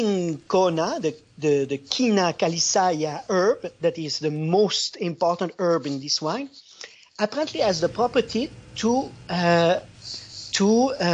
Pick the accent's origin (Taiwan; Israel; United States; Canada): Canada; born there; I'm Canadian by birth, but Italian by love. I married an Italian woman. I got the passport.